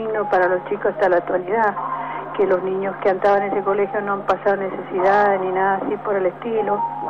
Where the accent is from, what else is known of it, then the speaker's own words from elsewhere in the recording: Mendoza, Argentina; Por ejemplo, yo soy de Mendoza